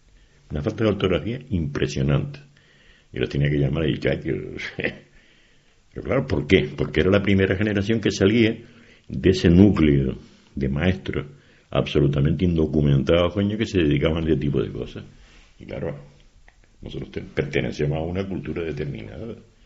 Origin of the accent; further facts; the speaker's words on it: Canary Islands, Spain; Lo que tenemos que hacer los canarios es, con nuestro acento, con lo que sea y con nuestro léxico, hablar normal y corriente